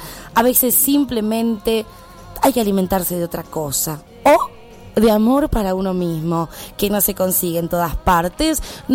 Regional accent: Santiago del Estero, Argentina; born there; Yo nací en Santiago del Estero

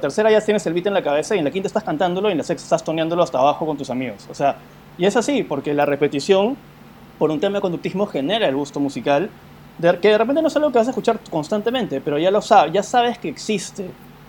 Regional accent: Peru; ¿Cómo yo me reconozco como peruano si no tengo idea qué es la música peruana en general

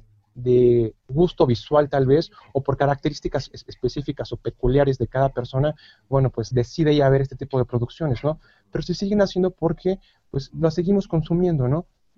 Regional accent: Mexico; que es una cultura que tenemos muy marcada nosotros como mexicanos

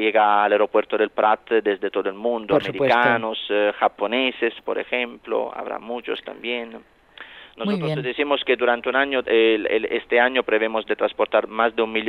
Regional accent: Italy; Yo también, como buen italiano, vendré yo también a disfrutar de la isla de Ibiza muy pronto.

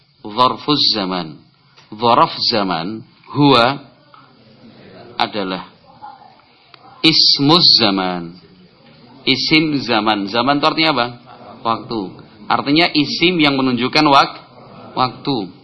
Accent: Java, Indonesia; saya orang Jawa.

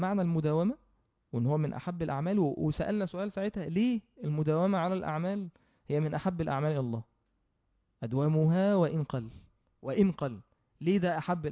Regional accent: Mansoura, Dakahlia, Egypt; يعني عندنا في المنصورة موجود في وقت بين المغرب والعشاء

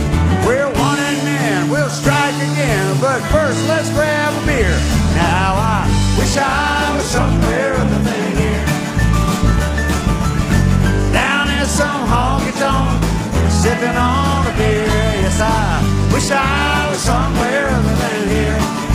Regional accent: Gulf Coast, United States; I grew up on the Gulf Coast where the Krispy Kreme and the Crystal originated.

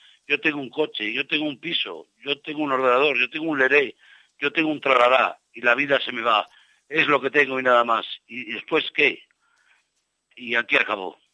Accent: Toro, Castile and León, Spain; desde Madrid hasta Toro, en mi tierra, en Zamora. Yo por aquellos tiempos vivía en la calle

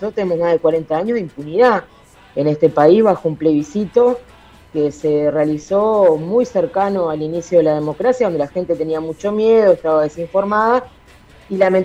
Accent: Uruguay; Nosotros, si bien todavía en Uruguay no lo, como ustedes, como en Argentina, no lo tenemos reconocido como un genocidio

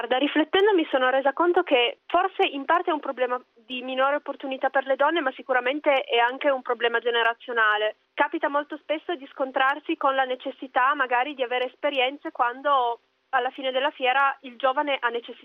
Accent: Cuneo, Piedmont, Italy; moved away as an adult; ho 27 anni e sono di Cuneo. Ho lasciato l'Italia nel dicembre 2013 per scrivere una tesi di letteratura tedesca magistrale. Mi trovo attualmente in Germania

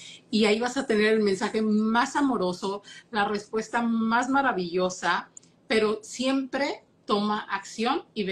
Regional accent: Mexico; now in Michigan, United States; vivo en Estados Unidos

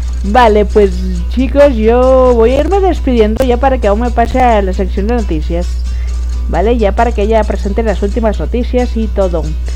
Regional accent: Spain; a pesar de que soy española, no había escuchado ese temilla, en la versión gallega.

